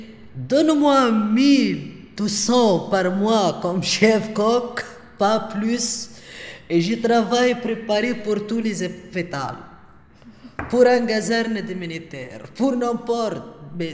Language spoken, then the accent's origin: French; Tunisia; now in Blankenberge, Belgium; Je suis tunisienne, j'habite à Blankenberg.